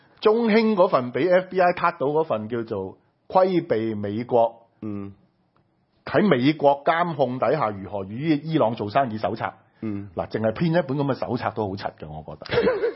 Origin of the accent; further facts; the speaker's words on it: Hong Kong; 身為香港人我都感到好憤慨